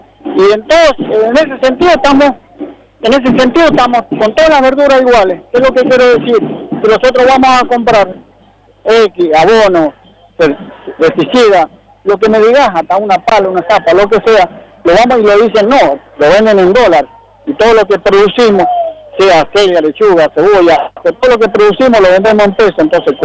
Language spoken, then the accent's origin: Spanish; Maipú, Mendoza, Argentina; yo soy chacarero, somos hortícolas, la mayoría de las familias somos hortícolas y somos del departamento de Maipú.